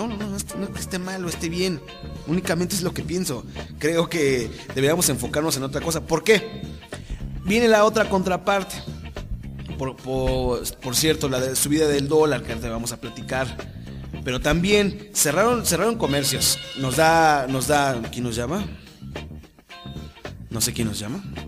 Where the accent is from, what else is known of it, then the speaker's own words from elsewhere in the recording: Mexico; soy mexicano, ya no puedo transitar por México